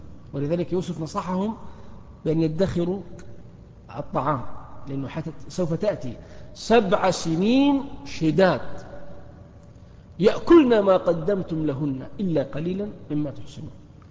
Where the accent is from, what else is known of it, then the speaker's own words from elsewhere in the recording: Al-Ahsa, Eastern Province, Saudi Arabia; التي تعرف اليوم بالمنطقة الشرقية عندنا في الأحساء